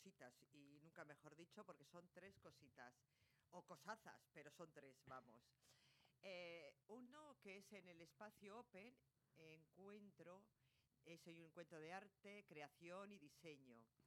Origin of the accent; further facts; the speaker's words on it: Bilbao, Basque Country, Spain; Porque sí, porque nosotros somos así, los de Bilbao.